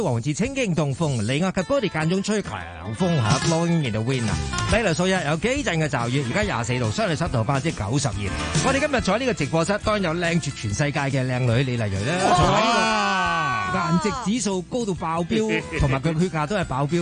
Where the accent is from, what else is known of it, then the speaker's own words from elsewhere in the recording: Hong Kong; 作为香港人咧